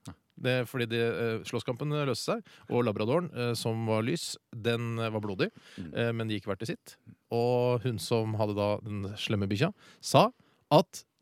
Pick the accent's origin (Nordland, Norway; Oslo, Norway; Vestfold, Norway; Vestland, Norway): Oslo, Norway; Jeg har bodd i Oslo hele mitt liv, jeg